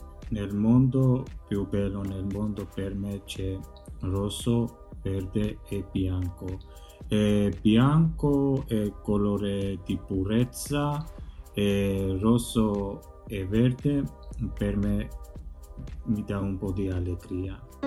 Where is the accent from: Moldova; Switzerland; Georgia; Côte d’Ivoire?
Georgia; Italian is a second language; Quando mi chiedono di dove sei, rispondo: sono georgiano. Parlo due lingue, georgiano e italiano.